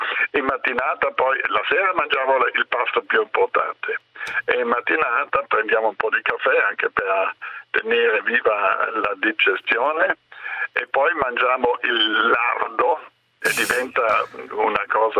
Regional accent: Dolomites, Italy; born there; Io sono nato nelle Dolomiti, è vero, a 5 anni ho fatto il primo 3.000, naturalmente con i genitori

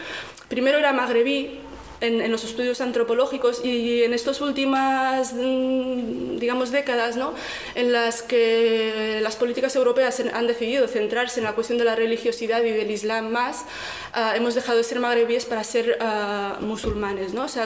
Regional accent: Rif, Morocco; colonialismo español en Marruecos, porque soy rifeña

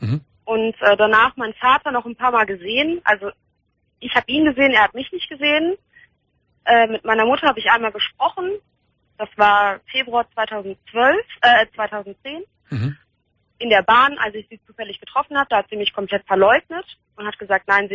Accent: Hahn, Germany; born there; Ich bin in Hahn geboren

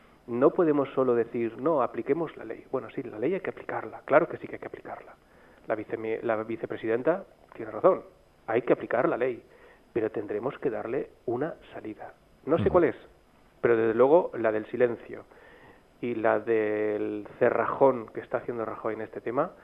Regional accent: Alicante, Valencian Community, Spain; yo que soy de aquí, de Alicante, de la costa, aquí tenemos casi 200.000 residentes británicos

